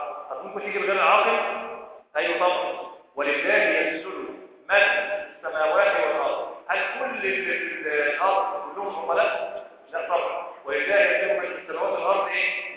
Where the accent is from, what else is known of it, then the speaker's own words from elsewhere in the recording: Egypt; بس ليه مش مشهورة عندنا في مصر؟